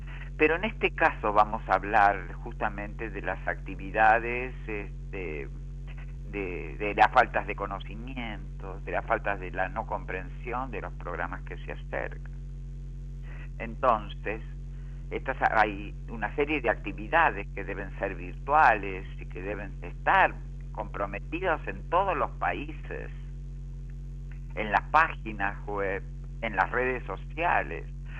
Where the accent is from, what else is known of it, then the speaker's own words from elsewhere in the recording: General San Martín, Buenos Aires Province, Argentina; soy del distrito de General San Martín, provincia de Buenos Aires, de Argentina